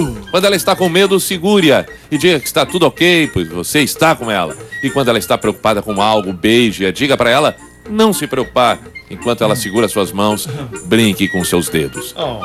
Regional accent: Caxias do Sul, Rio Grande do Sul, Brazil; Sou de Caxias, quero dizer que amo vocês demais.

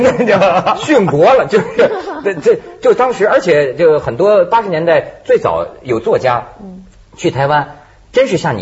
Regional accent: China; 你跟我们大陆人也接触很多了。

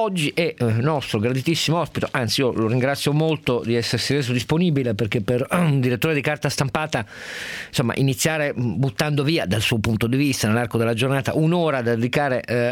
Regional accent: Turin, Piedmont, Italy; Io tra l'altro sono torinese, quindi ohimè sono direttamente interessato

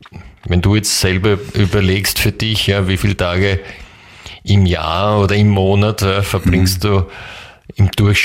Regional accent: Czechia; German is a second language; Und das Sprichwort gibt es auch bei uns in Tschechien.

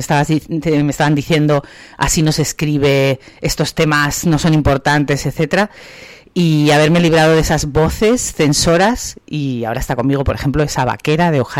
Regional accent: Madrid, Community of Madrid, Spain; echo mucho de menos estos lugares en Madrid, que es de donde yo vengo

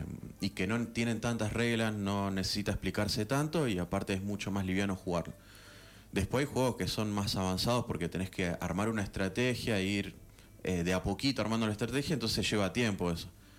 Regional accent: Rosario, Santa Fe, Argentina; yo que vengo de Rosario, cuando empecé y era más chico, no conseguía grupos de juego.

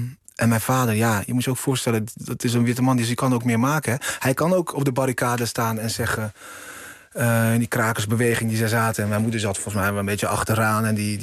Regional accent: Curaçao; Als mensen aan mij vragen waar kom je vandaan, dan zeg ik Curaçao.

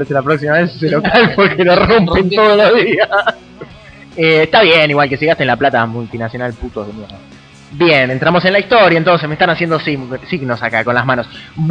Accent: Argentina; El hecho de lo afable que somos los argentinos, lo amigueros, el saludarnos con un beso, el darnos un abrazo.

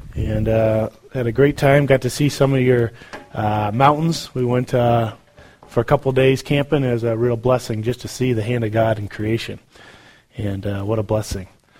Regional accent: Iowa, United States; I'm from Iowa, so we have tornadoes all the time.

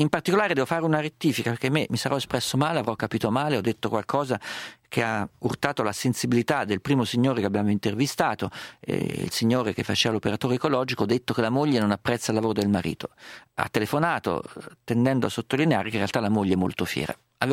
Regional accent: Perugia, Umbria, Italy; io sono perugino

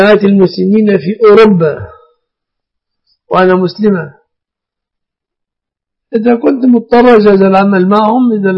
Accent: Egypt

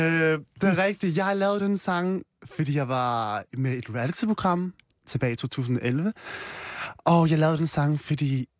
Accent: Vietnam; Jeg er fra Vietnam

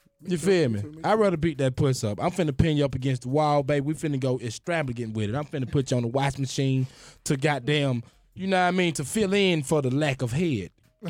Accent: Atlanta, Georgia, United States; I'm from Atlanta, baby.

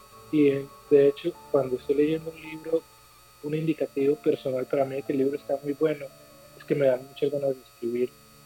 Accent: Medellín, Antioquia, Colombia; born there; Mira, yo nací en Medellín, desde aquí estamos conversando y aquí escribo a diario.

